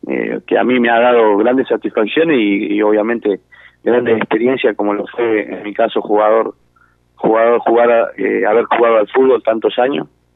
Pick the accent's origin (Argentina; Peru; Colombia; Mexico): Argentina; hoy como argentino lo disfruto de una gran manera